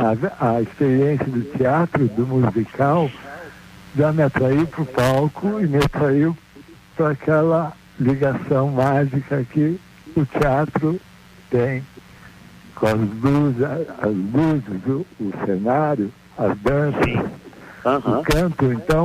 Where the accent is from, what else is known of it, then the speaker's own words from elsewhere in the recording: Porto Alegre, Rio Grande do Sul, Brazil; born there; eu nasci em Porto Alegre, no Hospital Moinhos de Vento, no dia 23 de abril de 1955.